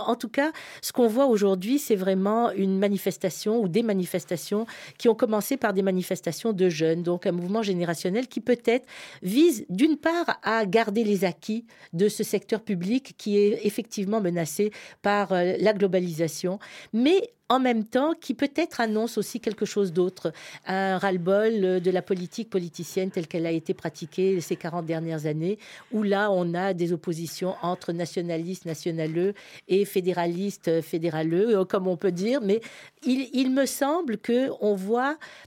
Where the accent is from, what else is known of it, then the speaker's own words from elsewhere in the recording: Morocco; now in Canada; Je venais du Maroc.